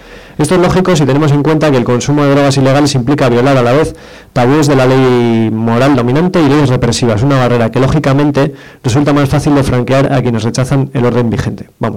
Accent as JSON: {"language": "Spanish", "region": "Basque Country", "country": "Spain", "said": "Como vengo a hablar de Euskal Herria, pues hablo de lo mío."}